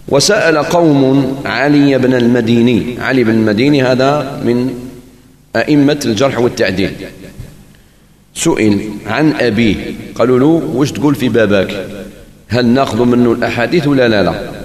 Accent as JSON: {"language": "Arabic", "country": "Algeria", "said": "خاصة نحن جزائريين كثير منا لا يفرق بين المدارات والمداهنة"}